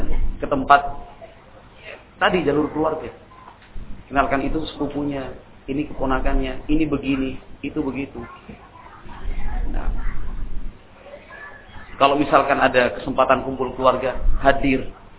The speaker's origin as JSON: {"language": "Indonesian", "region": "Java", "country": "Indonesia", "said": "Wah, kita orang Jawa enggak ada silsilah seperti itu."}